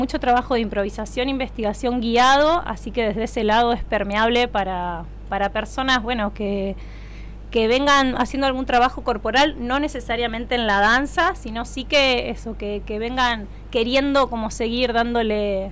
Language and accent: Spanish; La Plata, Buenos Aires Province, Argentina; soy nacida en La Plata, allá pasé mi infancia y adolescencia, allí también me formé.